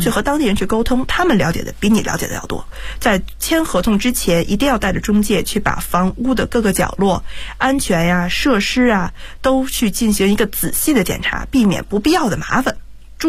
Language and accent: Chinese; Beijing, China; 因为毕竟我是土生土长在北京的一个孩子，